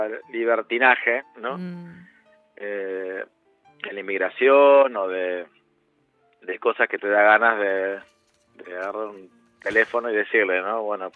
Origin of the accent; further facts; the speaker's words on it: Argentina; moved away; nuestra inmigración, la que vinimos de Argentina, es más bien una inmigración económica